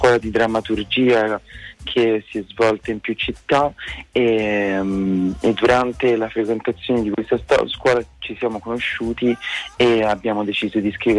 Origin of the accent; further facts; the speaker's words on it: Rome, Lazio, Italy; Io sono di Roma